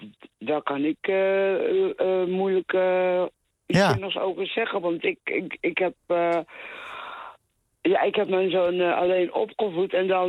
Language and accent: Dutch; Papua, Indonesia; Ik kom uit West-Papua